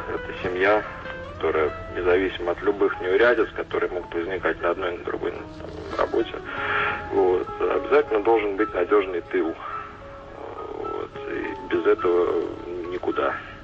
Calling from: Moscow, Russia; Я из Москвы вам звоню.

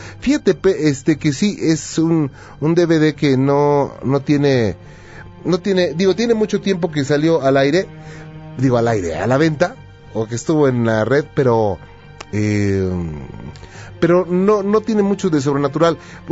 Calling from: Campeche, Mexico; Puedo participar, aunque soy de Campeche

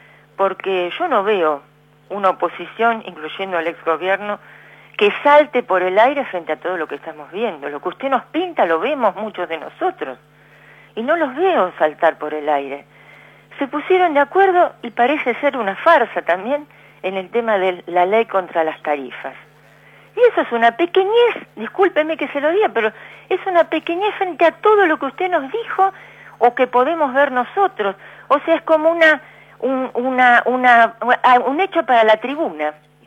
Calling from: Berazategui, Buenos Aires Province, Argentina; de Berazategui.

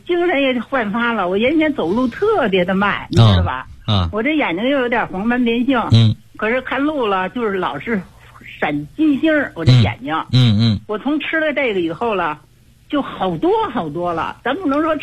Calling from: Beijing, China; 我是北京的新学员。

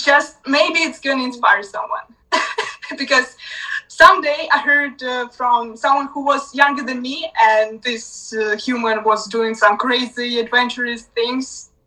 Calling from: Romania; English is a second language

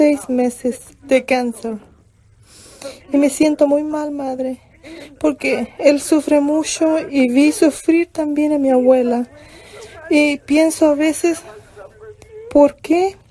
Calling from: New Mexico, United States; yo soy de Nuevo México.

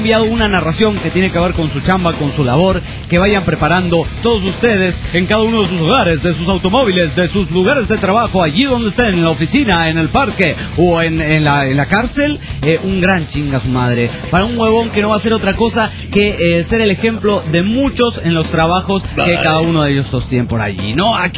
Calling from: Hermosillo, Sonora, Mexico; de Hermosillo, hace un chingo que no la veníamos por aquí reportándome rápidamente

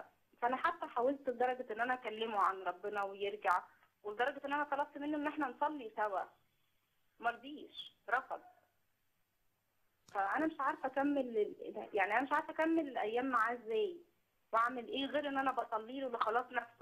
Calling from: Minya, Minya Governorate, Egypt; انا بنت الرب من المنيا

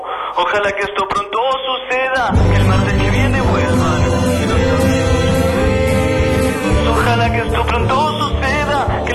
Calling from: Buenos Aires, Argentina; de Mataderos. Escucho Gordos con Chorizo y Metro y Medio.

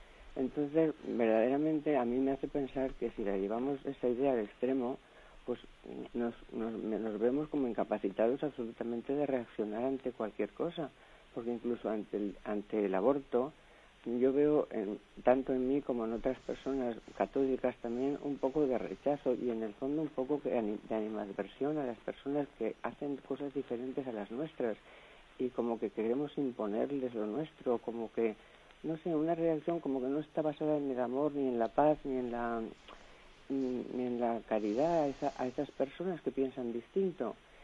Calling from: Valencia, Valencian Community, Spain; de Valencia.

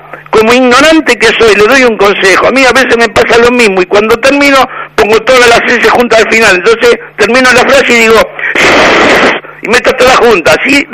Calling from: La Boca, Buenos Aires, Argentina; de La Boca.

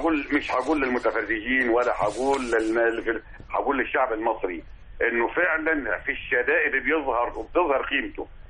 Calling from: Sani al-Hagar, Sharqia Governorate, Egypt; صاني الحجر الشرقيه يا استاذ

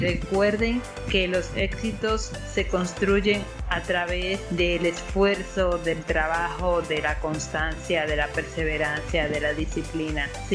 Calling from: Dominican Republic; Queridos amigos de Radio Peque … de República Dominicana

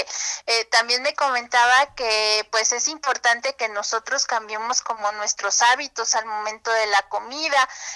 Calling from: Ozumba, State of Mexico, Mexico; Del municipio de Ozumba.

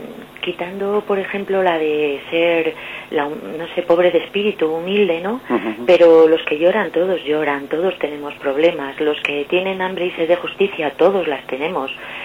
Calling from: Madrid, Community of Madrid, Spain; de Madrid

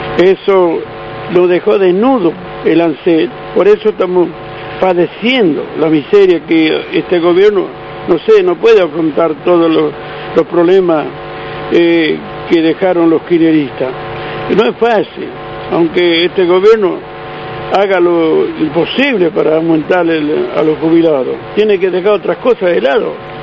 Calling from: San Cristóbal, Argentina; soy un jubilado más … de San Cristóbal.

